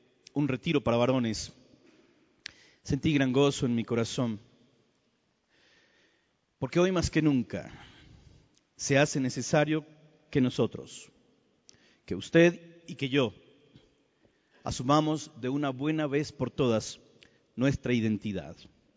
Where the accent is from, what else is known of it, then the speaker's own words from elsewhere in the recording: Colombia; Es una alegría estar de nuevo en mi país, Colombia